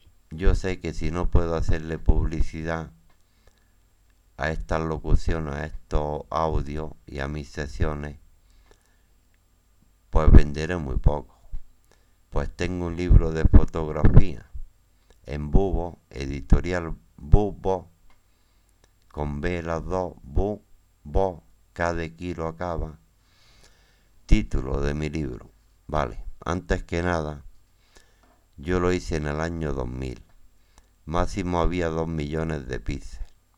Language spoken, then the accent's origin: Spanish; Torviscón, Andalusia, Spain; Yo nací en Torbiscón, barrio Zenete, al lado donde vive mi amigo Agustín Payares, barrio Zenete. Él conoce la casa donde yo nací.